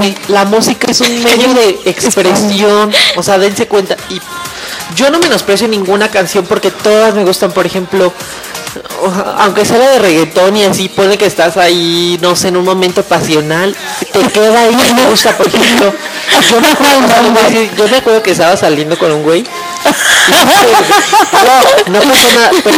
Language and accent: Spanish; Mexico; nos pasa a mí, por ejemplo, como mexicano y como no dominante del idioma inglés.